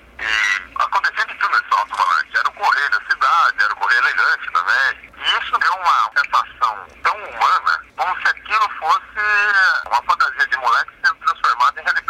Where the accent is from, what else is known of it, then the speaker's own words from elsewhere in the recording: Belém, Pará, Brazil; born there; Eu nasci em Belém, mas meu pai morava em Caratéaçu. É porque eu nasci, trabalhou lá. E depois de alguns anos ainda, garoto, eu voltei a Caratéaçu.